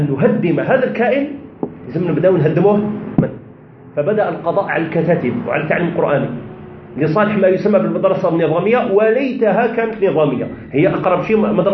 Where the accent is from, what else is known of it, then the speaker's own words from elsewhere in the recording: Tizi Ouzou, Tizi Ouzou Province, Algeria; هذه أنا يعني مع أنا ابن مدينة تيزي وزو، ومع ذلك لأسباب لا أريد الخوض فيها لا أحسن الأمازيغية، ما نعرفش قبيلية لأسباب.